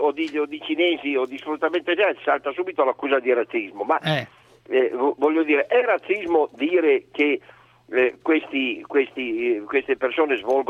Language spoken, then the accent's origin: Italian; Turin, Piedmont, Italy; Io sono di Torino.